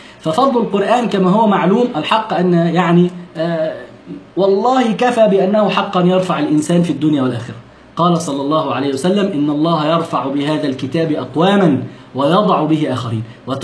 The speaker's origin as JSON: {"language": "Arabic", "country": "Egypt", "said": "يعني عندنا في مصر يسمونها لدغة"}